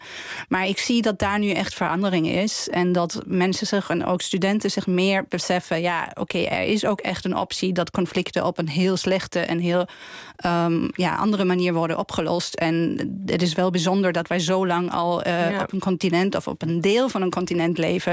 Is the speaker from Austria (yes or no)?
yes; Austria; Dutch is a second language; Ik kom zelf uit Oostenrijk, dus we waren veel dichter bij Oost-Europa, bij ook Rusland.